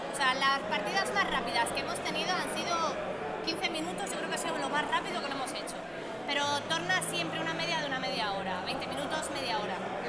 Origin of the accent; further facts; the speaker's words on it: Madrid, Community of Madrid, Spain; nosotros somos de Madrid